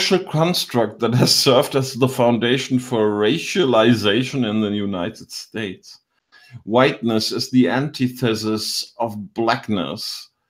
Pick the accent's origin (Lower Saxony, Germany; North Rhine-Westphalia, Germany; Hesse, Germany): Hesse, Germany; Biedenkopf; Und ich komme aus Biedenkopf in Hessen.